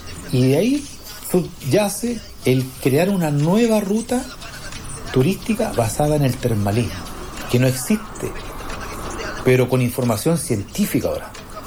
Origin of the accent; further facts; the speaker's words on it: Arica, Arica y Parinacota, Chile; moved away as an adult; now in Iquique, Chile; yo soy oriundo de Arica, nací, pero yo ya vivo en Iquique hace más de 20 años, por un tema de la economía. En esos años me tuve que ir.